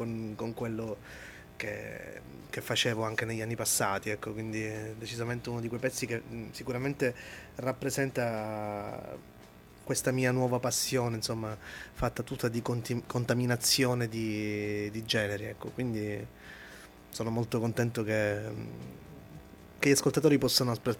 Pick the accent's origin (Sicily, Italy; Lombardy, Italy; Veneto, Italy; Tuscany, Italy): Sicily, Italy; Palermo; Che è Palermo, sì, noi palermitani doc.